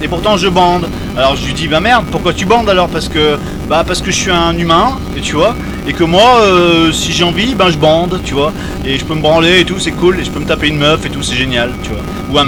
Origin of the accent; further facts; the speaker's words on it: France; je suis en colère contre moi-même parce que je suis français